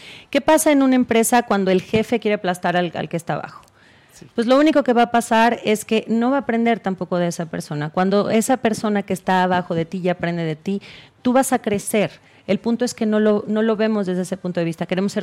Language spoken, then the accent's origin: Spanish; San Luis Potosí, Mexico; yo soy de San Luis Potosí, yo vivía con mis abuelitos y mi mami allá en San Luis Potosí